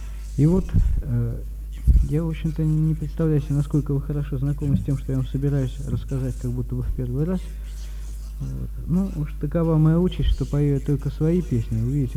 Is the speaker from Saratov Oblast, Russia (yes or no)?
yes; Saratov, Saratov Oblast, Russia; born there; now in Tuapse, Russia; Мне 33 года, я родился в Саратове, там же кончил политехнический, инженер-механик электронной техники. Последние 2,5 года живу в городе Туапсе, куда переехал к друзьям